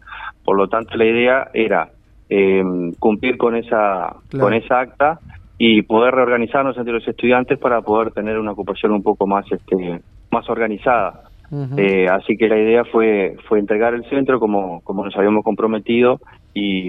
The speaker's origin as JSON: {"language": "Spanish", "region": "Rocha", "country": "Uruguay", "tie": "born or raised there", "said": "Yo soy oriundo de Rocha, en realidad, y estoy cursando el tercer año de profesorado de Historia."}